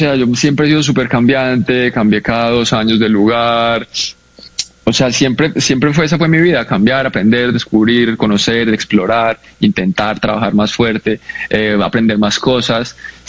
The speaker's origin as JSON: {"language": "Spanish", "region": "Bogotá", "country": "Colombia", "moved": "as an adult", "said": "fue como a los 18 que me fui de Bogotá, pues, y de Colombia, empecé a ir mucho a Estados Unidos"}